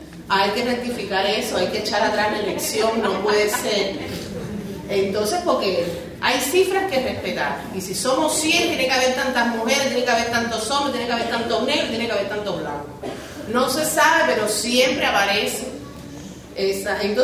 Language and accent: Spanish; Cuba; no les puedo decir que como cubana no quisiéramos estar en Cuba celebrando todos los homenajes